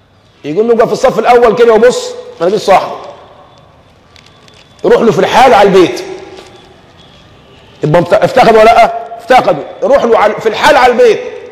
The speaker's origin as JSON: {"language": "Arabic", "country": "Egypt", "said": "يعني عندنا في كمصريين"}